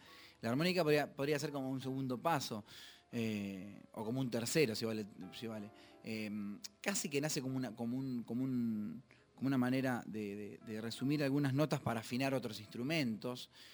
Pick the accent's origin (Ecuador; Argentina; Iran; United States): Argentina; Rosario, Santa Fe; Yo empecé estudiando batería y percusión sinfónico en Rosario, en mi ciudad natal y mi querida ciudad